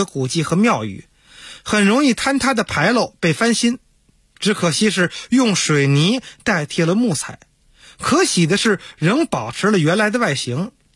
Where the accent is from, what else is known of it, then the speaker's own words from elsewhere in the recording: Beijing, China; 我小时候在天坛里没少练功啊，抻筋压腿喊嗓子啊